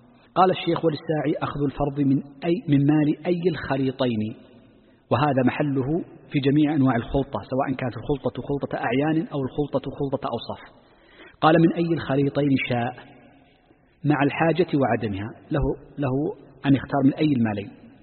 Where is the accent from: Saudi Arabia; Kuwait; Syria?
Saudi Arabia; نحن عندنا في المملكة